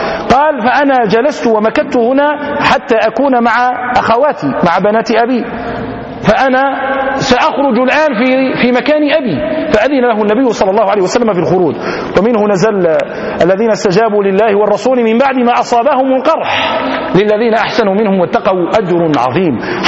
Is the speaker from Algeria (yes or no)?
yes; Algeria; في بلدتنا الجزائر حدثني بعض القضاة